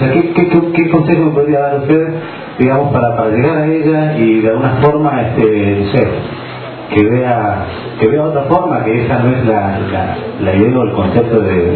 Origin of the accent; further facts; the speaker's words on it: Neuquén, Argentina; nosotros somos de Neuquén